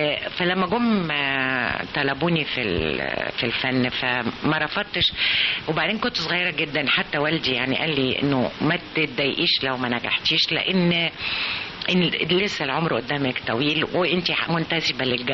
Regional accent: Abu al-Akhdar, Sharqia Governorate, Egypt; أفتكر رمضان بفتكره في العزبة في البلد، إحنا من الشرقية من أبو الأخضر شرقية

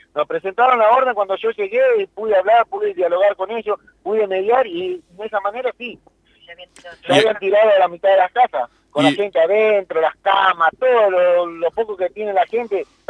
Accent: La Plata, Buenos Aires Province, Argentina; Somos ciudadanos de Ciudad de la Plata, argentinos, con DNI, que damos votos, que votamos.

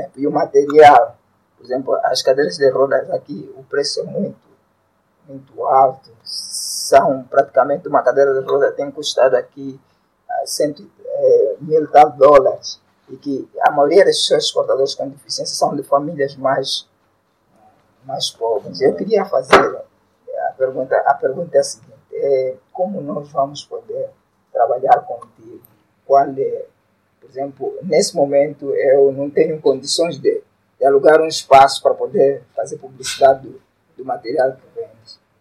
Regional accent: Cazenga, Luanda, Angola; conhecer o Sr. Felisberto foi através de uma palestra que foi do empreendedor, também num Cazenga, sou do Cazenga.

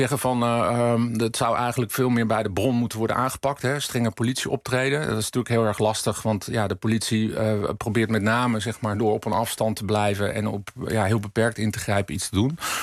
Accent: Laren, North Holland, Netherlands; Ik kom zelf uit Laren, dorp naast Blaricum.

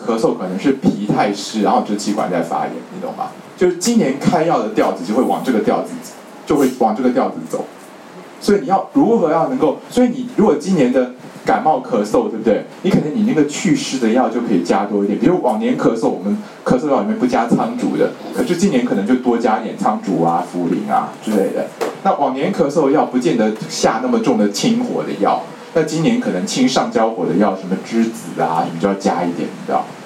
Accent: China; 就是我们中国人的五行是土克水，对不对？

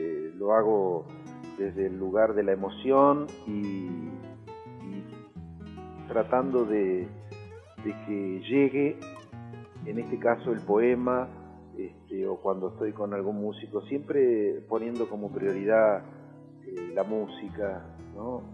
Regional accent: Pampas, Argentina; Y a mi tierra, digamos, a mi pampa, ¿no? Al campo

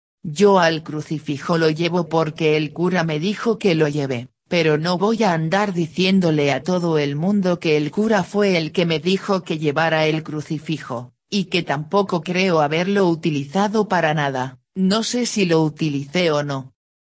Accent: Capilla del Monte, Córdoba, Argentina; born there; yo nací en Capilla del Monte y te puedo asegurar que no sé lo que es el cerro.

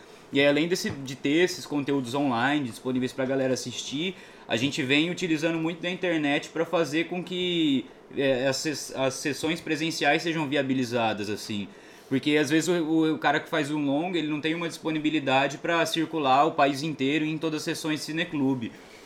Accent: Cuiabá, Mato Grosso, Brazil; eu venho lá de Cuiabá, lá em Cuiabá eu só tenho sala de cinema em shopping

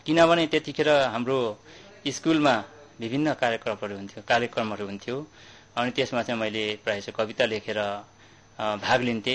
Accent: Ligimba, Koshi Province, Nepal; त्यही गाउँमा म पढेँ, जुन मेरो त्यो प्यारो गाउँ मेची पाँचतर चिलिन्दिन 3 लिगिम्बामा म जन्मे हुर्के अनि मेरो बाल्यकाल उमेर त्यहीँ नै बित्यो।

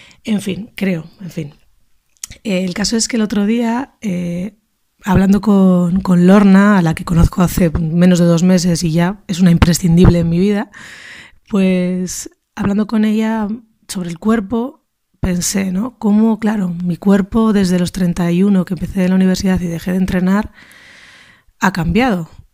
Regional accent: Basque Country, Spain; Soy nacida y criada en España, en concreto en País Vasco.

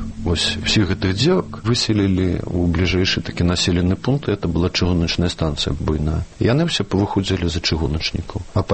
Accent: Minsk, Belarus; Я Мінчук. Я нарадзіўся ў Мінску. А жылі мы спачатку на бульвары Шэўчэнкі, а пазней пераехалі на Камароўку, калі мне было 5 гадоў. Так што для мяне Мінск безумоўна родны горад, які я люблю і нават ведаю.

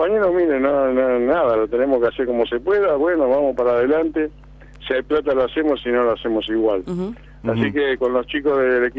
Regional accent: Lanús, Buenos Aires Province, Argentina; yo soy de Lanús, siempre he andado por la zona

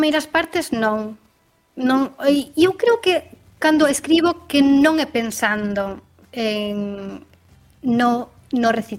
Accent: Rianxo, Galicia, Spain; aí físicamente en Rianxo, que eu son de Rianxo

